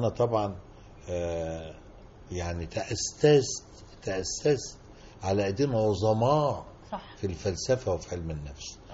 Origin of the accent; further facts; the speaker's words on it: Kafr El Dawwar, Beheira, Egypt; also born or lived in Menoufia; أنا من المنوفية اللي هي مسقط رأسي.